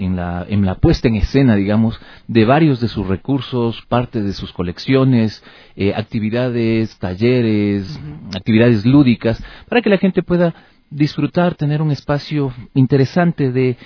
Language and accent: Spanish; Quito, Pichincha, Ecuador; la riqueza que tenemos como quiteños y ecuatorianos